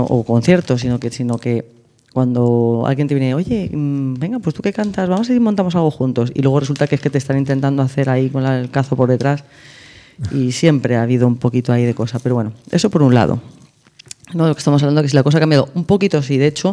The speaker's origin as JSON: {"language": "Spanish", "town": "Torrejón de Ardoz", "region": "Community of Madrid", "country": "Spain", "said": "yo soy de Torrejón de Ardoz, y mis primeros viajes a Madrid de salida fue el Rainbow, en Huertas."}